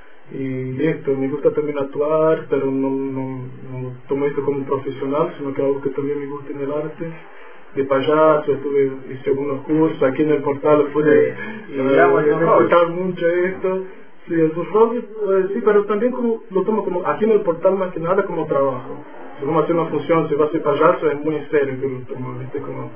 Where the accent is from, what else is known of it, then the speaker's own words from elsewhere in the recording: Ilhéus, Bahia, Brazil; Spanish is a second language; Yo soy de Bahía, pero no de Salvador. Soy de un pueblo que se llama Ilhéus, yo nací ahí. Y en mi niñez yo estuve mucho tiempo jugando con plantaciones de cacao.